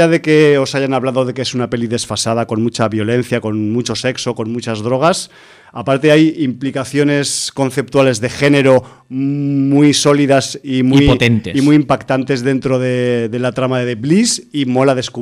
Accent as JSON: {"language": "Spanish", "town": "Barcelona", "region": "Catalonia", "country": "Spain", "said": "nosotros somos de Barcelona y no conocemos el underground"}